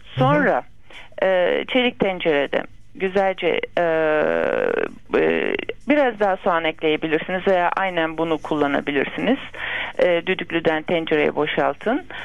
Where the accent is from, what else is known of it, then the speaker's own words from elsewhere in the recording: Bursa, Turkey; Ben Bursalıyım.